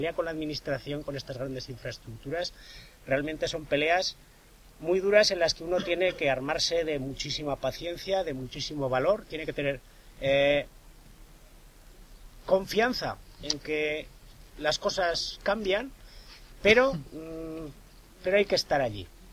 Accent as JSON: {"language": "Spanish", "town": "Artieda", "region": "Aragon", "country": "Spain", "tie": "born or raised there", "said": "y en concreto en mi pueblo, en Artieda, pues hubo gente que decidió quedarse allí"}